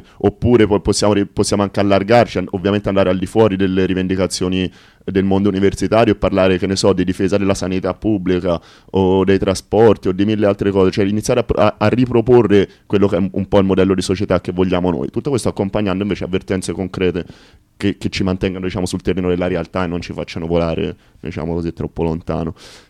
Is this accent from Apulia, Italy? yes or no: no; Pisa, Tuscany, Italy; sono contento di questa notizia da Pisa, che non sapevo, che essendo la mia terra d'origine